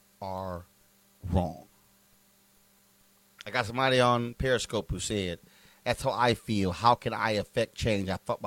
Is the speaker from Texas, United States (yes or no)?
yes; Houston, Texas, United States; I grew up in Clinton Park, Texas. I grew up in the Clinton Park neighborhood in Houston, Texas. My grandparents moved there when they migrated from Opelousas, Louisiana.